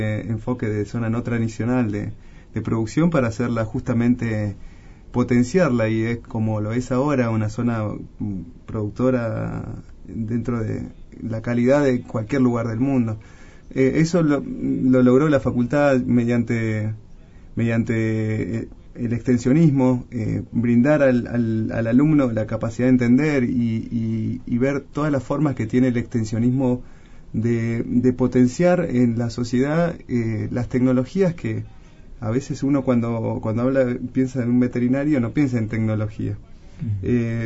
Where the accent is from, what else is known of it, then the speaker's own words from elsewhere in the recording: Colonia Caroya, Córdoba, Argentina; born there; yo nací en Colonia Carolla, provincia de Córdoba. Hice mis estudios universitarios en la ciudad de Corrientes